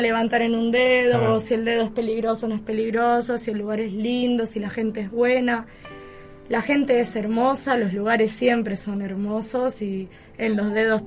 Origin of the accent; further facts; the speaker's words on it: Argentina; Por lo menos la nacionalidad, de decir somos argentinos igual que Vanina.